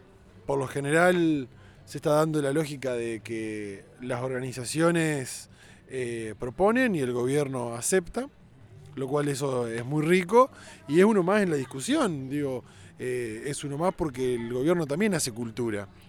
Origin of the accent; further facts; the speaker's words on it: Entre Ríos, Argentina; vengo de la provincia de Entre Ríos, del Movimiento de Cultura y Vida Comunitaria